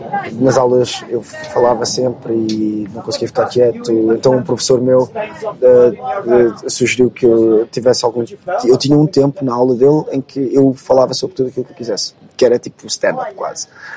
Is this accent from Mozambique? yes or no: no; Portugal; also born or lived in South Africa; eu cresci, estive a morar na África do Sul, quando era mais novo. O meu irmão mais novo nasceu lá. E depois, quando nós voltamos para Portugal, no quinto ano